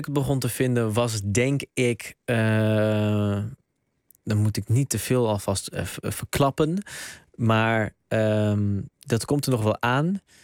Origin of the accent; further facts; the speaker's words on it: Netherlands; Dus ik ben zowel Nederlands helemaal cultureel als Marokkaans helemaal cultureel. Ik ben een soort van een derde ding, want ik ben ook nog eens een samensmelting tussen die twee culturen.